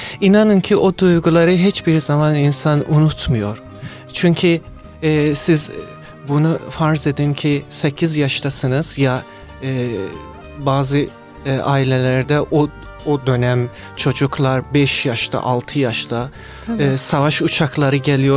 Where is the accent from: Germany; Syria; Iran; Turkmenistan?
Iran; Mashhad, Razavi Khorasan; göç ettiğim 8 yaşımda oldu ve savaştan dolayı biz başka bir şehre göçtük, Meşet şehrinde. En güvenilen şehir tek İran'da Meşet şehriydi. Ailem bizi oraya götürdü ki savaştan uzak duralım.